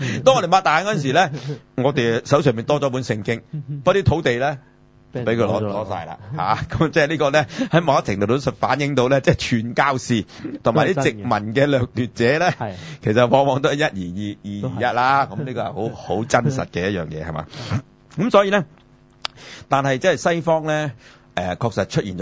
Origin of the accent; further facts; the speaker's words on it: China; 所以我哋中国人係从来唔谈鬼神嘅